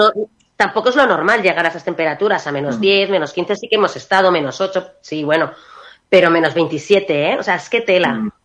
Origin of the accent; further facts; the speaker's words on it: Maraña, Castile and León, Spain; que yo soy de Maraña, pues me sale solamente cosas bonitas, porque para mí es que es una joya